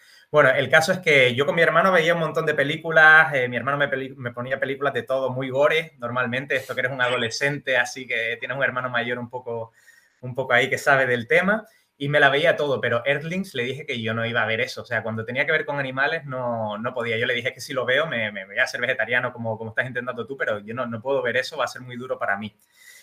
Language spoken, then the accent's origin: Spanish; Canary Islands, Spain; soy de las Islas Canarias, soy de Gran Canaria